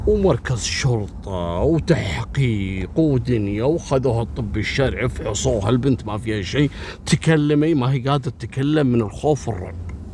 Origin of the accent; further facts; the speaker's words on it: Kuwait; منطقة اسمها صليبية عندنا في الكويت